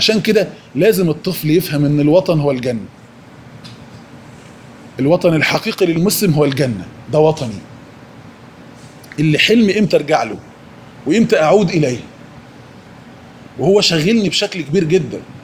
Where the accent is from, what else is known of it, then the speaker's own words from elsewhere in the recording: Egypt; السفهاء الفراعنة اللي عندنا في مصر دول